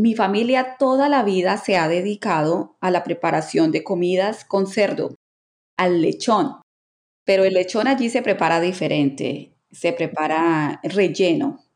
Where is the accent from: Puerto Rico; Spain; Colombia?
Colombia; La verdad es que para mí, como colombiana, en el grupo de escritoras de romántica